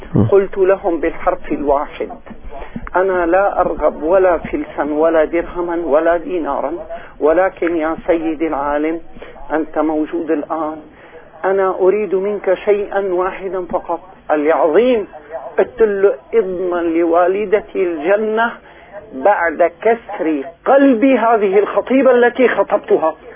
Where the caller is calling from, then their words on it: Damascus, Damascus Governorate, Syria; من دمشق سيدي.